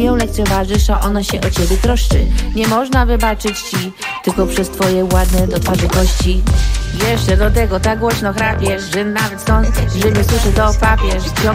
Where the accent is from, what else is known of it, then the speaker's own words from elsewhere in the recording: United States; Jestem Polką Amerykanką, wychowałam się w Stanach i te dwa języki mam w palcu od urodzenia.